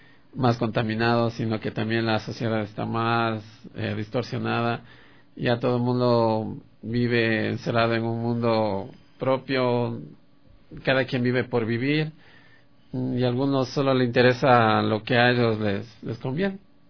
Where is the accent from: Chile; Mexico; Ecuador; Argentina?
Ecuador; Quito, Pichincha; born there; Sí, yo nací aquí en Quito.